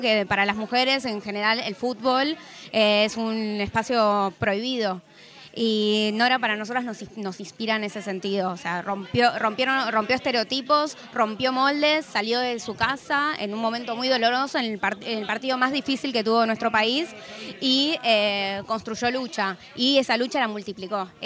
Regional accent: Buenos Aires, Argentina; Yo soy de Flores, para mí Mataderos son mis vecinas

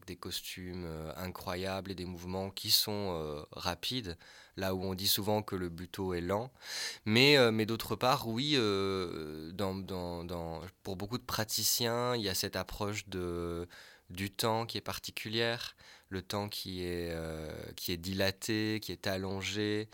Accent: Wallonia, Belgium; born there; Moi, je suis né dans les Ardennes belges.

